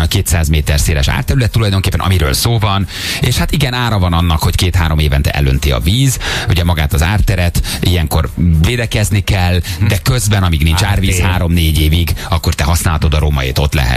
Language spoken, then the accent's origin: Hungarian; Budapest, Hungary; én mondjuk 4 éves korom óta a harmadik kerületi lakos vagyok, nagyon sokat vagyok, meg voltam a római, meg ott is nőttem föl.